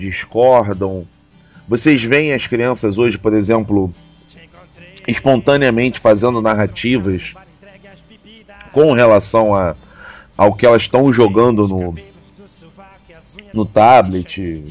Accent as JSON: {"language": "Portuguese", "region": "Rio de Janeiro", "country": "Brazil", "tie": "born or raised there", "said": "quando eu era criança, começou aqui no Rio, né, uma tara pela NBA."}